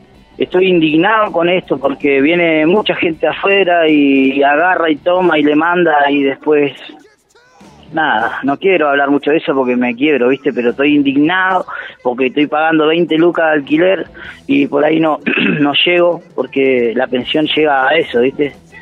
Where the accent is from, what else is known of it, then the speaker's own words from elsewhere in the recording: Bariloche, Río Negro, Argentina; soy nativo de Bariloche